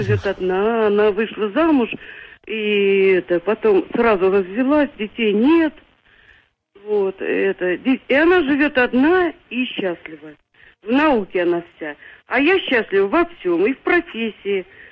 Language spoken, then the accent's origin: Russian; Zelenograd, Moscow, Russia; Я из Зеленограда. Мне очень много лет уже.